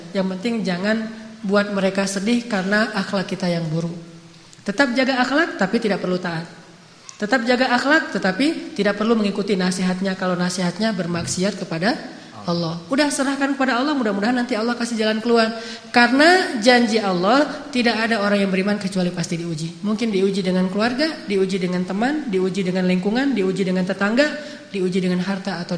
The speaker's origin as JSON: {"language": "Indonesian", "region": "Aceh", "country": "Indonesia", "said": "Bang, manggilnya kan saya orang Aceh, dipanggil bang."}